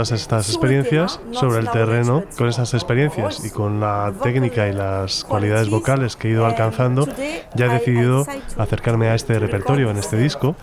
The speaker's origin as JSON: {"language": "Spanish", "country": "Morocco", "also_born_or_lived": "Algeria", "said": "yo vengo de Marruecos, Argelia, así que he escuchado mucha música y muchas canciones sefardíes de jaquetía"}